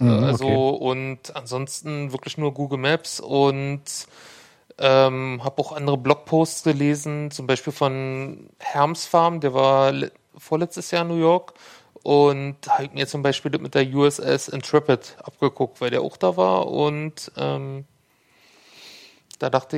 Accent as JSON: {"language": "German", "region": "Berlin", "country": "Germany", "said": "Also ich komme ja aus Hohenschönhausen"}